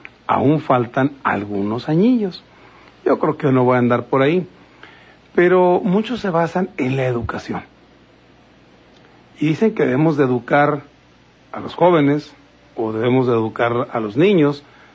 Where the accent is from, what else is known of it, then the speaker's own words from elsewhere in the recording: Mexico; hay mexicanos que son importantes para el país y otros pues somos simplemente mexicanos.